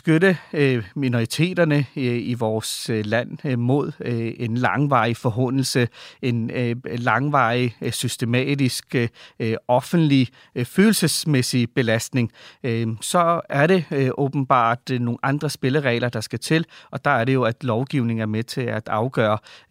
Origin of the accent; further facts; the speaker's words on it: Valby, Capital Region of Denmark, Denmark; now in Ishøj, Denmark; De kom fra Pakistan. Og det meste af mit liv har jeg tilbragt i Valby, så jeg ser mig også som en Valby-dreng.